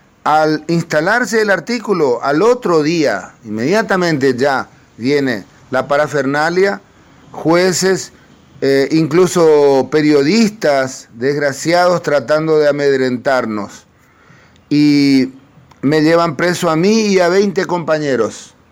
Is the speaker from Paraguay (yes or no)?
yes; Paraguay; soy un cantautor paraguayo.